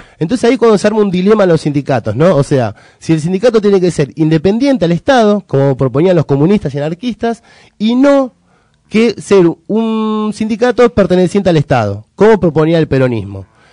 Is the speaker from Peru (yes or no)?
no; Argentina; Y si somos argentinos, estamos capacitados para hablar de cualquier cosa.